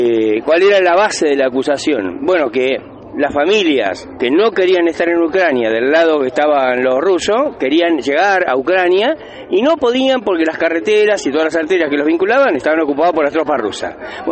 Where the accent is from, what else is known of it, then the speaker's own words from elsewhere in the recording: Moreno, Buenos Aires Province, Argentina; yo personalmente soy de Moreno